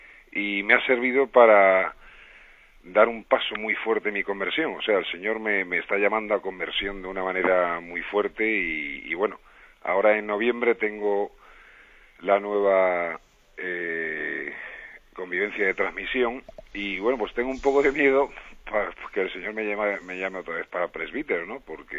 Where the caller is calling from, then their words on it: Málaga, Andalusia, Spain; de Málaga, tengo 43 años